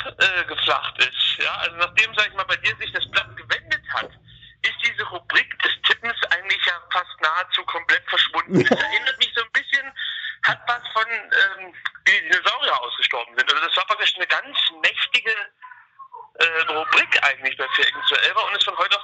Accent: East Germany, Germany; ich bin aus der DDR, wir frisieren immer unsere

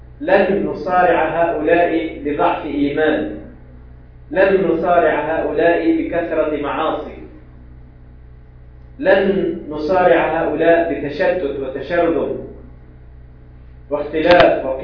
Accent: Tunisia; عندنا في تونس، أنا ما أعلم، هل تعلمون؟

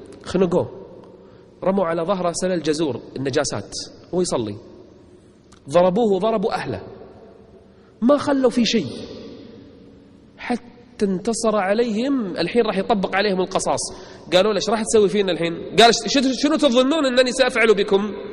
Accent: Kuwait; موجودين عندنا بالكويت للأسف

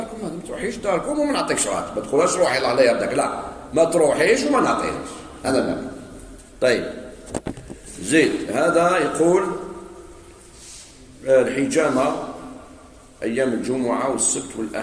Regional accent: Algeria; خاصة في بلدنا الجزائر

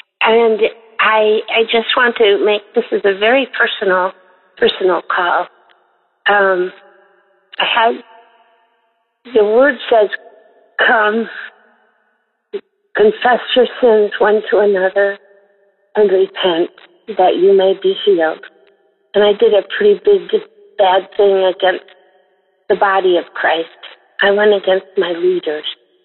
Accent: Newburgh, Indiana, United States; I am from Newburgh, Indiana.

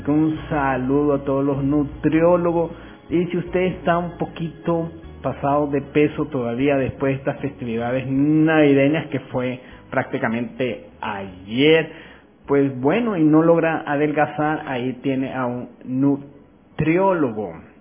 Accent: Venezuela; also born or lived in Ecuador; me vine a mi tierra, a mi país, y feliz de estar en Venezuela.

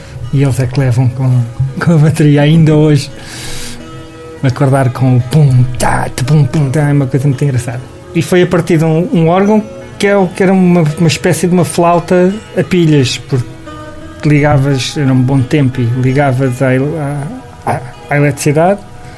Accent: Lisbon, Portugal; Eu sou de Alfama e a minha família tinha uma taberna barra casa de fados.

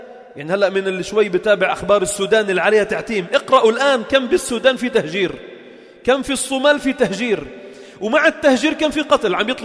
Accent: Lebanon; born there; هاي أنا خلقنا من فلسطين، خلقنا بلبنان وأبي خلق بلبنان وجدي إجا على لبنان عمره 5 سنين

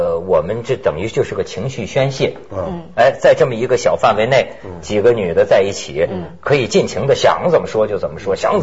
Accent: Shijiazhuang, Hebei, China; accent: Shijiazhuang; 你像我是石家庄人，我小时候说的一口石家庄话，

